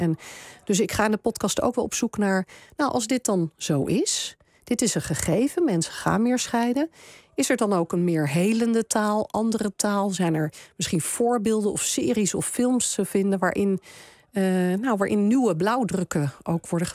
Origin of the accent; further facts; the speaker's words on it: Denmark; Ik kom uit Denemarken oorspronkelijk